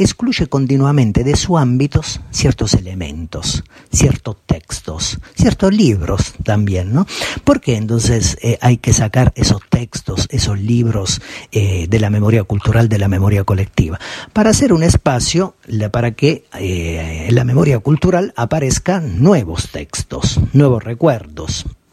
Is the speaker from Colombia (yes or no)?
no; Italy; me remito a mi país de origen, Italia